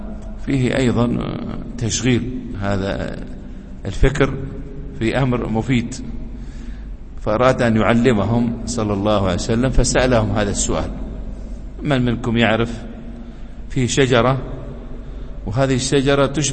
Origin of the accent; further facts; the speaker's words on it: United Arab Emirates; عندنا في الإمارات يسمونه حيب